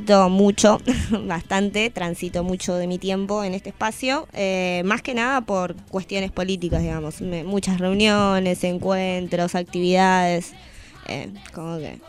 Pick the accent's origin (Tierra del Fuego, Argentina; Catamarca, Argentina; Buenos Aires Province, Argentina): Tierra del Fuego, Argentina; No, soy de Tierra del Fuego.